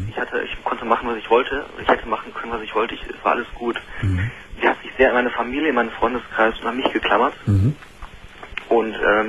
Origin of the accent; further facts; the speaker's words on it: Düsseldorf, North Rhine-Westphalia, Germany; now in Freiburg, Germany; Und ich komme aus Düsseldorf ursprünglich, wohne jetzt in Freiburg.